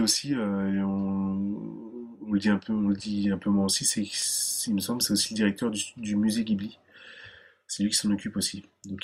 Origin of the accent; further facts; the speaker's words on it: France; puisque en tant que Français, nous sommes aussi un petit peu chauvins